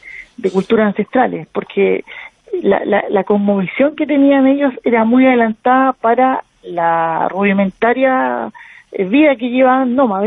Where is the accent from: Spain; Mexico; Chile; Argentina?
Chile; Santiago, Santiago Metropolitan Region; now in Punta Arenas, Chile; yo soy de Santiago de Chile, la capital, pero yo, mi mujer es de acá, de Punta Arenas, y nosotros pensamos radicarnos acá a futuro.